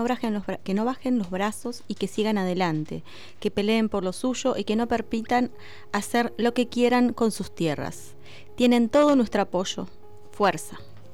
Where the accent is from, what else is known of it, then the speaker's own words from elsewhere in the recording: Luis Beltrán, Río Negro, Argentina; tengo 11 años, soy de Luis Beltrán y voy a sexto grado de la escuela número 11.